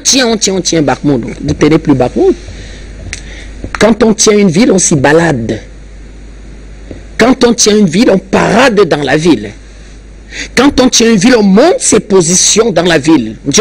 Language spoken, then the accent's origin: French; Cameroon; Donc, chers Camerounais, mobilisons-nous, préférons-nous d'abord, allons chez notre opérateur national Camtel